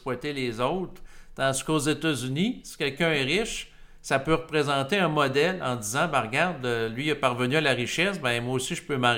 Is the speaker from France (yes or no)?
no; Quebec, Canada; en tant que Québécois